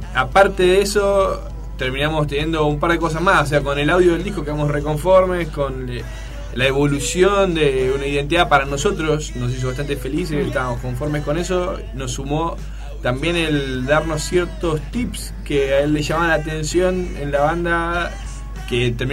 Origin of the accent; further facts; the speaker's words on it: Temperley, Buenos Aires Province, Argentina; Sí, yo soy de Temperley